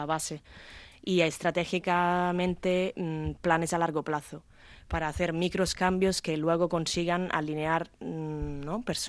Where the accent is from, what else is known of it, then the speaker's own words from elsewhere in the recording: Italy; Spanish is a second language; yo como italiana, yo creo que el Mediterráneo nos parecemos mucho